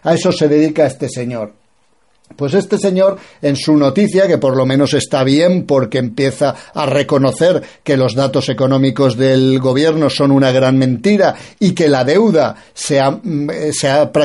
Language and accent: Spanish; Spain; como los españoles tenemos un punto caínita